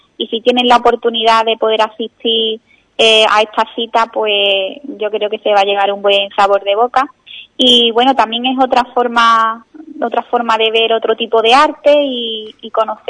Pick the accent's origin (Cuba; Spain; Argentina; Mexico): Spain; Ubrique, Andalusia; En mi pueblo, Ubrique, cada vez que he hecho una exposición